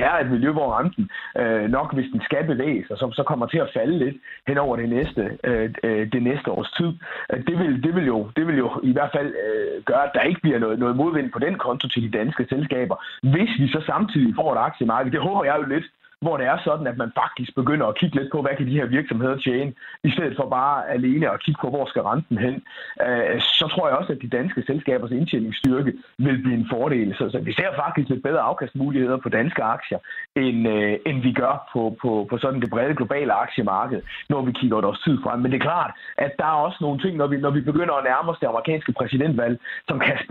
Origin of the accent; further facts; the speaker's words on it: Viborg, Central Denmark Region, Denmark; born there; fra min fødeby Viborg